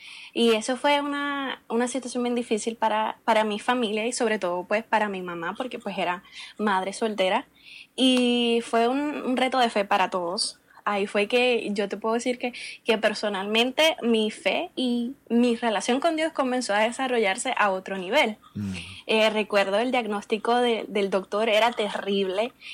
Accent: Puerto Rico; yo soy, como mencioné, de Puerto Rico. Fui nacida y crecida en el Evangelio.

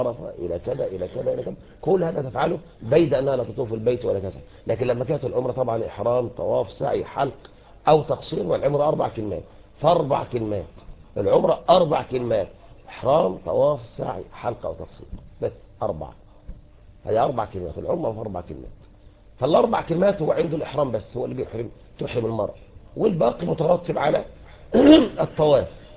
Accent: Egypt; شوف يعني احنا عندنا طبعا نحن مصريين ما شاء الله يعني عندنا الفتاكة في كل شيء

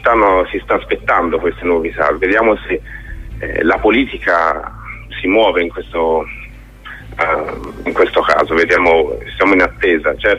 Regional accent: Florence, Tuscany, Italy; io sono dell'84, quindi ero proprio un bambino. Sì. Quando è successo, avevo 7 anni e sono fiorentino

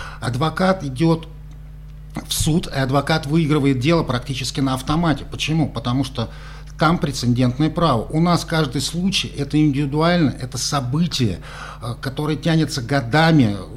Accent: Moscow, Russia; Я этого как москвич

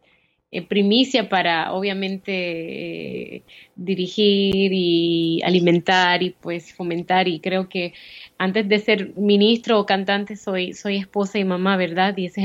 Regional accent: Chicago, Illinois, United States; Soy de ascendencia puertorriqueña, nacida y criada en Estados Unidos. Me crié en Chicago, pero obviamente de padres puertorriqueños.

